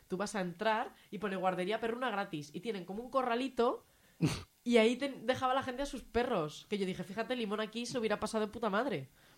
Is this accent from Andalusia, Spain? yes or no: no; Zaragoza, Aragon, Spain; Ah, pues yo soy de Zaragoza.